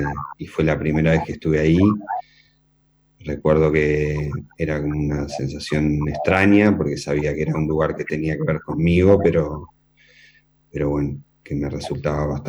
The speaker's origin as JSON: {"language": "Spanish", "country": "Uruguay", "said": "tengo la doble nacionalidad. Soy uruguayo y soy argentino también. Aunque bueno, quizás no me sienta tan argentino, digamos, porque no he tenido una vida ahí."}